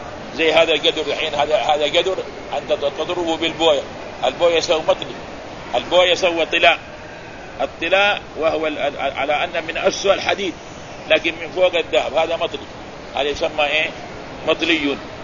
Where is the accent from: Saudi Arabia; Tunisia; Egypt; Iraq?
Saudi Arabia; Mecca, Makkah Province; فكانوا أول عندنا في مكة هنا كما يعرفون اللي يكون عمره 50 سنة